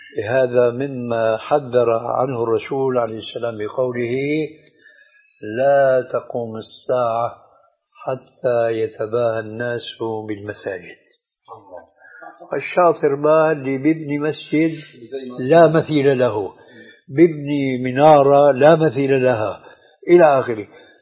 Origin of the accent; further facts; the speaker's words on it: Syria; هذه عندنا في الشام تسمى بالصاي،